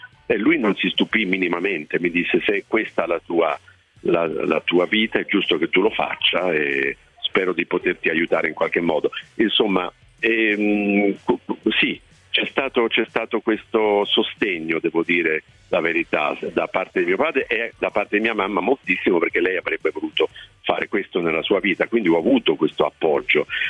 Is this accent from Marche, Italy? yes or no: yes; Ascoli Piceno, Marche, Italy; born there; also born or lived in Milan / Bari / Padua; Sono nato ad Ascoli Piceno, sono di origine napoletana, però ho vissuto a Milano, a Bari, a Padova, in tanti posti diversi